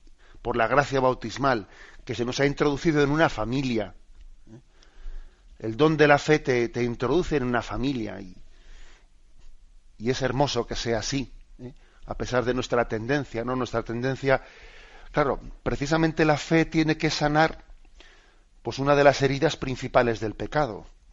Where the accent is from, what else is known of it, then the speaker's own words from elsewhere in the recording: Basque Country, Spain; que sabéis que un servidor, que yo soy vasco, ¿no? Pues en el idioma vasco no se suele decir mi padre o mi madre